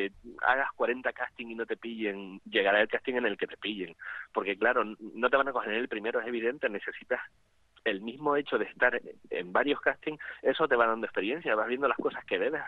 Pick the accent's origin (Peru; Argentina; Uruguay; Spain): Spain; Gáldar, Canary Islands; haciendo teatro amateur en Galdar, que yo soy de Galdar